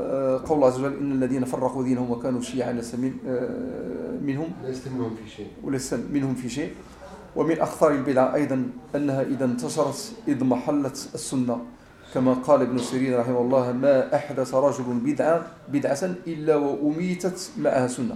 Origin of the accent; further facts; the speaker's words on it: Morocco; مسألة قراءة الحزب جماعة عندنا في المغرب